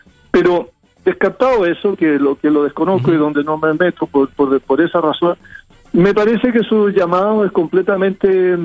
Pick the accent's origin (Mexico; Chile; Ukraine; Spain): Chile; esperanzadas de que como chilenos lo logremos